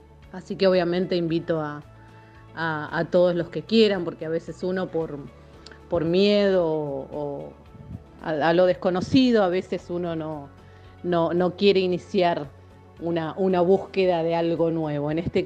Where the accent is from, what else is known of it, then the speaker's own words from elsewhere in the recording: Buenos Aires, Argentina; now in Salta, Argentina; yo soy de Buenos Aires, pero bueno, estudio en la Universidad de Salta.